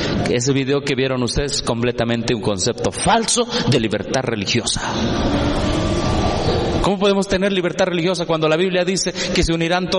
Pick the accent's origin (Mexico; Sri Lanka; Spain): Mexico; Yo como mexicano protesto porque soy protestante y creo en la verdadera libertad religiosa.